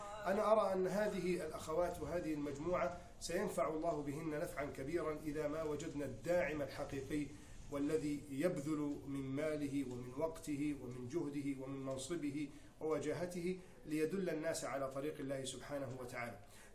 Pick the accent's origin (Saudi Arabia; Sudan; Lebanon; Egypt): Egypt; من نعمة الله سبحانه وتعالى علينا في بلدنا مصر